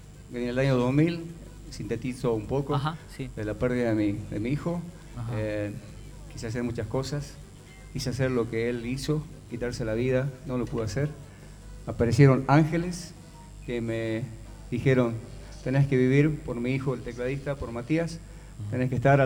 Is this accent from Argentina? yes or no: yes; General Mosconi, Salta, Argentina; born there; En Mosconi.